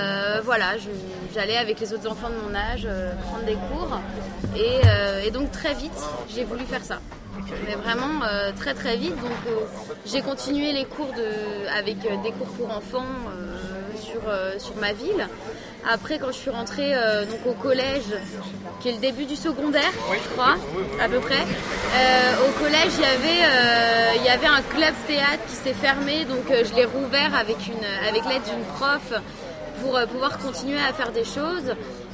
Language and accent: French; France; Quand on est français et qu'on va là-bas